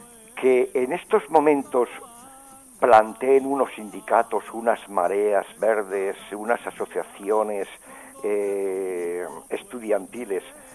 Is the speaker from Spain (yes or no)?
yes; Aragon, Spain; porque yo soy aquí muy aragonés, llamo mucho a mi tierra